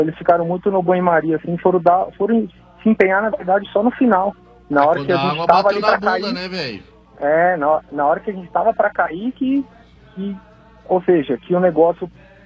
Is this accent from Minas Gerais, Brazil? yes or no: no; São Paulo, Brazil; Não, sou de São Paulo mesmo.